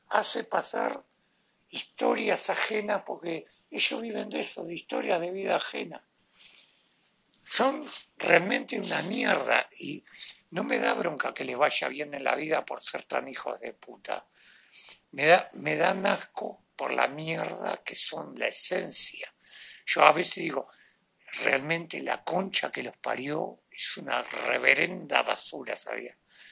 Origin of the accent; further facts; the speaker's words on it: Uruguay; Soy un uruguayo, un ciudadano común y corriente.